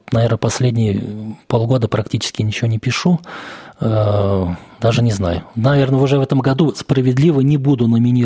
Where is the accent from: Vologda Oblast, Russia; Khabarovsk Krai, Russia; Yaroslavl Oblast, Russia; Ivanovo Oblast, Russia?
Ivanovo Oblast, Russia; Ivanovo; Вот я родился в Иванове, всю жизнь здесь прожил, и я считаю, что город недооцененный по многим вопросам, в том числе по архитектуре.